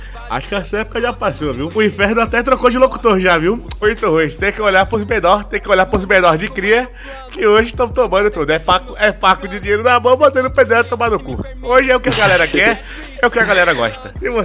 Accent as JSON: {"language": "Portuguese", "town": "São Gonçalo", "region": "Rio de Janeiro", "country": "Brazil", "said": "Eu vim de São Gonçalo, seu bosta."}